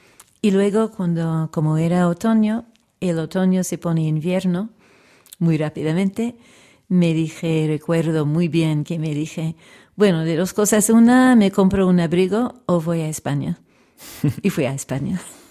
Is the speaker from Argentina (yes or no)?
no; Canada; born there; first language English; Spanish is a second language; cantaba cosas del Canadá francófono, que es donde nací, aunque mi lengua materna es el inglés.